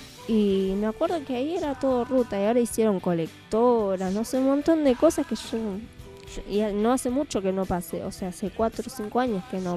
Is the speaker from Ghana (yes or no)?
no; Misiones, Argentina; yo soy de Misiones y mis papás. Nosotros vivíamos en la triple frontera.